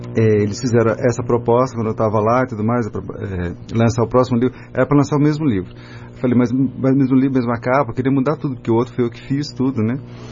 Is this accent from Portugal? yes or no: yes; Guarda, Centro, Portugal; Eu sou da Guarda, né? A família é da Guarda.